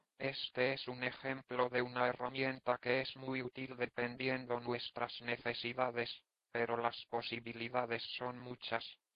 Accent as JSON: {"language": "Spanish", "country": "Mexico", "said": "Una noche antes, como buen mexicano, me dispuse a preparar todo lo que necesitaría"}